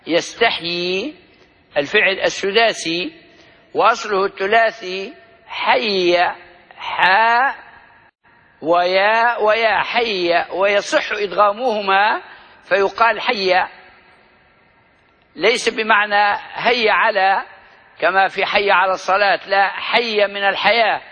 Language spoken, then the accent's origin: Arabic; Libya; accent: Libyan; استعمال لغوي معروف عندنا في لهجتنا الليبية